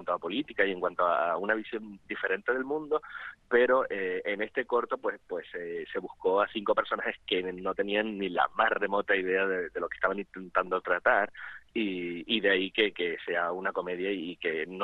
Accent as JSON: {"language": "Spanish", "town": "Gáldar", "region": "Canary Islands", "country": "Spain", "said": "haciendo teatro amateur en Galdar, que yo soy de Galdar"}